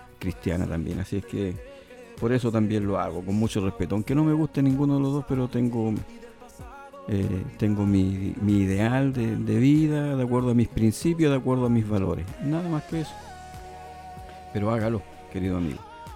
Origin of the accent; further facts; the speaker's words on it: Chile; Aunque no le agrade, vote por alguien que le pueda quizás para el lado suyo, como decimos los chilenos, tincar un poco más.